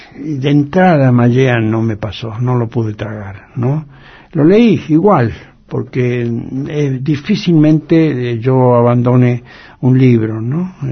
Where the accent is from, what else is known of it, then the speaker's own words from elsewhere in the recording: Rivera, Buenos Aires Province, Argentina; No, cerca de Santa Rosa, un pueblo que se llama Rivera.